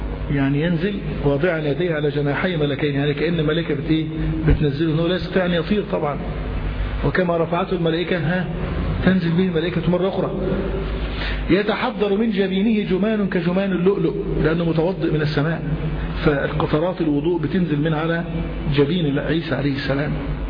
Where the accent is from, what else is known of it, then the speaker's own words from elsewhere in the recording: Cairo, Cairo Governorate, Egypt; باب لد حتة زي عندنا في القاهرة